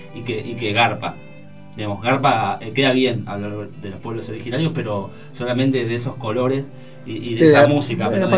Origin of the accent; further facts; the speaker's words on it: Argentina; y que son argentinos, es decir, yo también soy argentino, son parte de mi estado, de la historia de mi estado